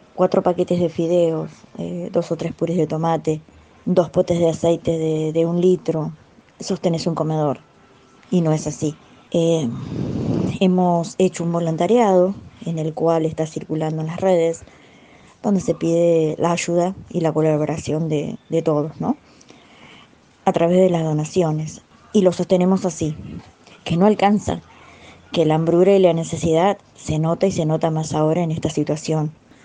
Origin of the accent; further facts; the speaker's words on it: Berisso, Buenos Aires Province, Argentina; Soy de Berisso, soy del barrio de la Nueva York.